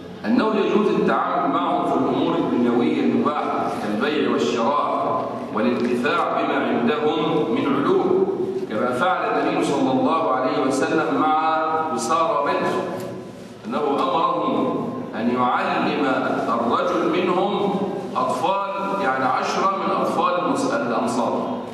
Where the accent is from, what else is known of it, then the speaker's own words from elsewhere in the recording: Damietta, Damietta Governorate, Egypt; يعني واحد مثلا عندنا في دمياط عنده مصنع موبيليات